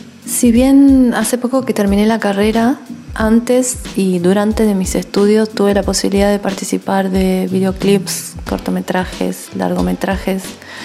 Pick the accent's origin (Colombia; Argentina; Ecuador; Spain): Argentina; Neuquén; now in San Martín de los Andes, Argentina